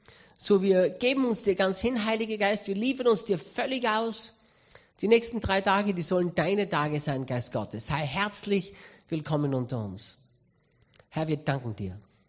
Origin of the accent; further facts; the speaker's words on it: Austria; Ich bin aufgewachsen in der Pfingstgemeinde in Österreich hier. Mein Papa war Pastor in der Pfingstgemeinde und ich bin von Kind auf in der Freien Christengemeinde in Österreich aufgewachsen.